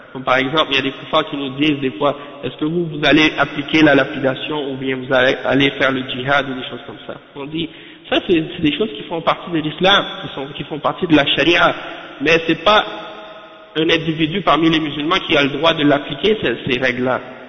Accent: Canada; Et même chez nous au Canada, il y a des sections d'études islamiques dans les universités.

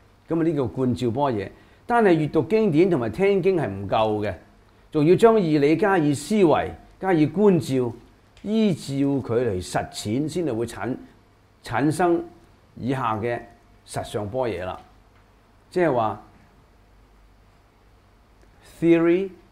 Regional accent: China; 有好多呢一類嘅人才，我哋中國人要急起直追啦。

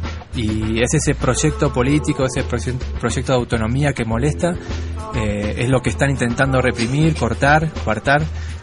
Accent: Argentina; Por ejemplo, yo vengo de Argentina y los pueblos originarios allá están como antes del 94

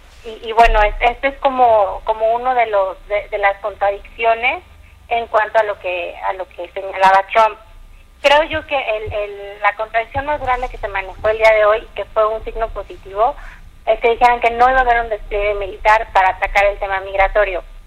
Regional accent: Mexico; nos toca también como mexicanos empezar a pedirle a nuestros funcionarios

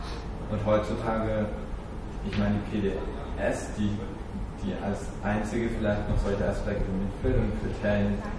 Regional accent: western Germany, Germany; also ich komme aus dem Westen, ich war noch nicht wirklich da, ein paar Mal in Berlin

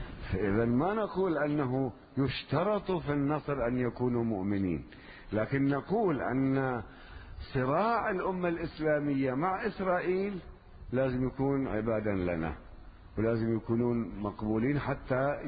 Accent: Lebanon; كأن عندنا في لبنان لا يوجد خصوصا من طلبة العلم

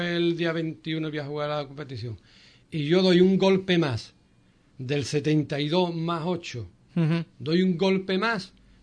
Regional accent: Cádiz, Andalusia, Spain; ¿Somos gaditanos?

